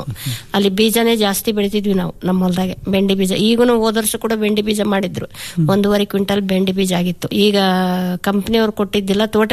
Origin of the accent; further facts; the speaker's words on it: Itagi, Karnataka, India; ರಾಣೇಬೆನ್ನೂರು ತಾಲೂಕು ಇಟಗಿ, ಹಾವೇರಿ ಜಿಲ್ಲಾ